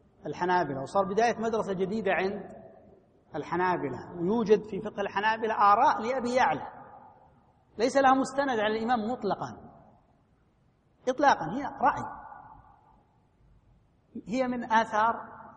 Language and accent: Arabic; Najd, Saudi Arabia; عندنا في نجد كانت الفتية على رأي واحد